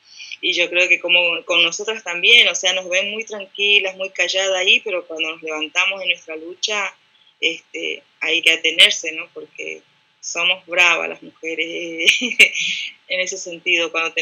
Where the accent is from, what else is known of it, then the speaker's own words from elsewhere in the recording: Orán, Salta, Argentina; now in General Pico, Argentina; yo soy de nacida y criada en Orán, Salta, que es bien al norte de la Argentina. Hoy estoy viviendo en La Pampa, en General Pico, que vendría a ser como el centro de la Argentina